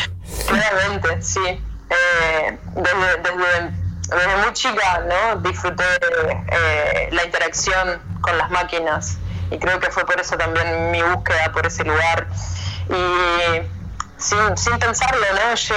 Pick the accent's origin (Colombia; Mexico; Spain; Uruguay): Uruguay; Salto; moved away as an adult; now in Montevideo, Uruguay; Soy de Salto, Uruguay, pero nacida en Salto.